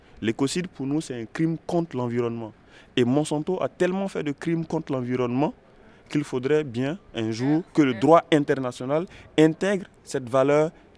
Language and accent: French; Burkina Faso; on a eu l'occasion en tout cas de témoigner en tant que Burkinabé de ce que nous vivons au niveau local